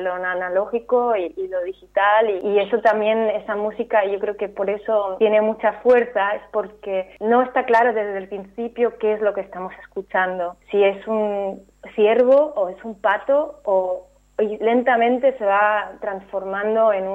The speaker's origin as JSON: {"language": "Spanish", "country": "Spain", "tie": "born or raised there", "lives_now": "Berlin, Germany", "said": "Yo he crecido en España y soy medio española, pero me he educado a nivel universitario y a empezar a trabajar en extranjero, ¿no? Y ahora vivo también, o sea, sigo viviendo en Berlín."}